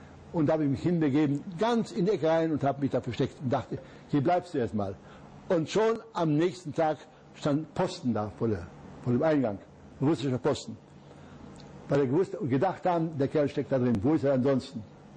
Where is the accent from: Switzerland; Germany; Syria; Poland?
Poland; Upper Silesia; Ich wollte vielleicht noch in meine Heimat, nach Oberschlesien.